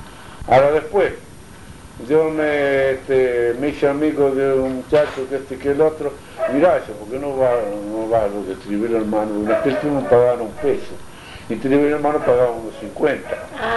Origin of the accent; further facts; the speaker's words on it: Italy; yo me acuerdo siempre que soy italiano